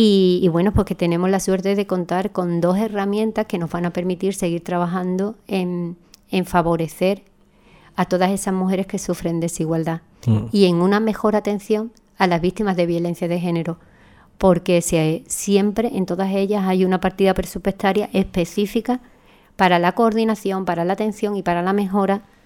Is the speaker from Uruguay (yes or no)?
no; Andalusia, Spain; nosotras como buenas andaluzas la empezamos con Jaleo